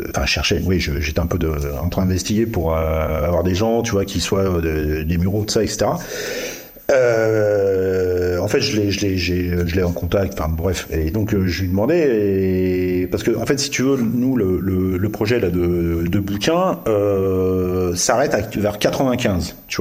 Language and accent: French; Mantes-la-Jolie, Île-de-France, France; born there; Parce que moi, je suis né à Mantes.